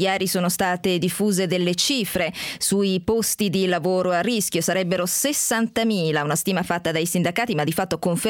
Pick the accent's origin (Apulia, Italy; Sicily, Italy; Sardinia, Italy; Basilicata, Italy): Apulia, Italy; Bari; ma non lo dico da barese